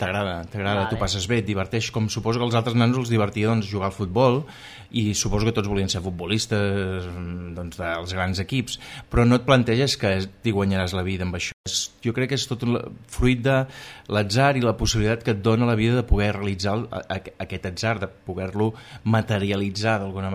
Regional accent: Girona, Catalonia, Spain; Jo sóc gironí 100%, jo he nascut a Girona, a la Clínica Girona, i la veritat és que sempre m'he considerat molt gironí, a pesar de que he passat molts anys fora.

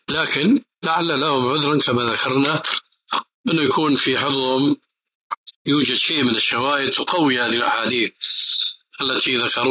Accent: Syria; كما يقولون عندنا بالشام خليط مليط

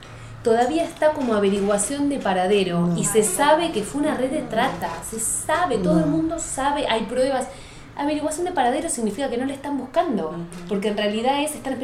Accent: La Plata, Buenos Aires Province, Argentina; yo soy de La Plata, no soy de Buenos Aires.

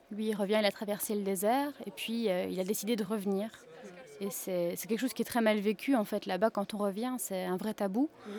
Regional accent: Belgium; Même en tant que Belge, aujourd'hui, quand on a un travail, c'est difficile de payer les factures

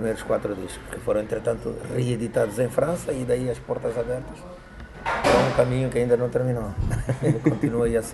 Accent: Angola; moved away as an adult; now in Europe; Sim, desde 66 que eu não vivo em Angola.

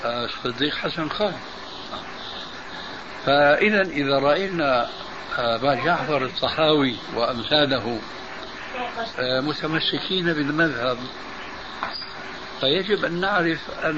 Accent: Syria; وأنا كما يقولون عندنا في سوريا العبد الفخير

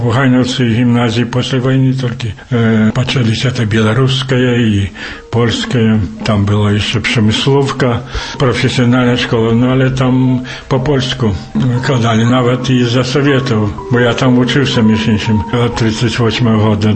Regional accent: Białowieża, Podlaskie Voivodeship, Poland; и так доведався, и тогда переписався, зробив это, что я з Польши.

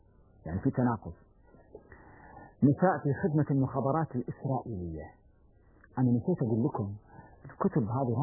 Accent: Kuwait; اللي يسمونه عندنا بالكويت

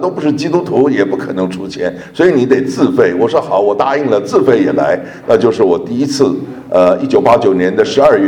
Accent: Taiwan; accent: Beijing; also born or lived in Beijing, China; 虽然我从台湾来，其实我也是从大陆来的，因为78年前我生在北京，我是在北京待了8年，70年前，当我8岁的时候离开北京。我也不知道为什么，虽然离开北京已经70年了，我觉得我讲话还有那么点北京味儿

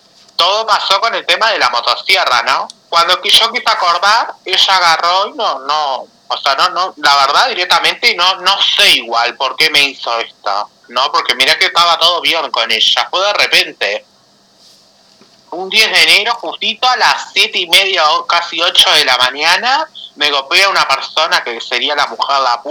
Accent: Salinas, Canelones, Uruguay; Canelones, sí, porque en realidad yo soy de allá, digamos, de Salina.

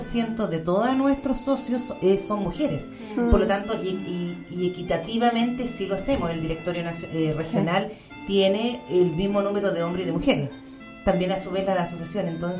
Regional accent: Machalí, O'Higgins, Chile; principalmente yo soy de Machalí

